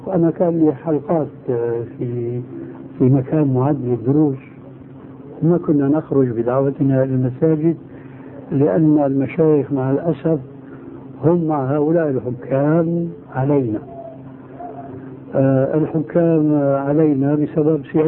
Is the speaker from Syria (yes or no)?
yes; Syria; أنا أذكر من تاريخ حياتي هناك في سوريا